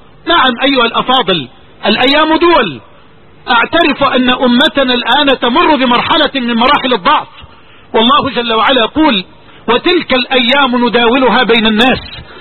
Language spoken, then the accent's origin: Arabic; Egypt; هذه عندنا في مصر